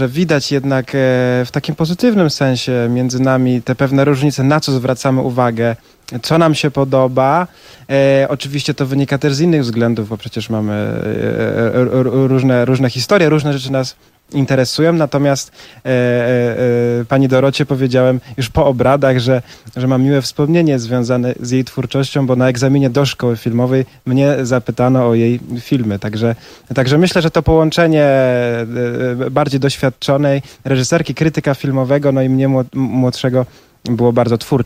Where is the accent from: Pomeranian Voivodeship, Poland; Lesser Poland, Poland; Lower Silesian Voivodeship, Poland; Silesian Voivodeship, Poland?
Pomeranian Voivodeship, Poland; Gdynia; also born or lived in Gdańsk; urodziłem się w Gdańsku, wychowałem się w Gdyni i te wątki trójmiejskie są mi bliskie.